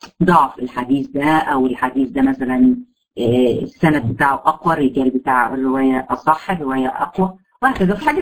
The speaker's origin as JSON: {"language": "Arabic", "country": "Egypt", "said": "وده يمكن المشهور عندنا في مصر"}